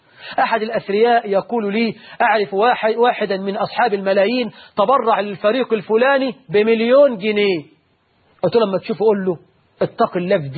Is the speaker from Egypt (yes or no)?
yes; Egypt; سيما عندنا في مصر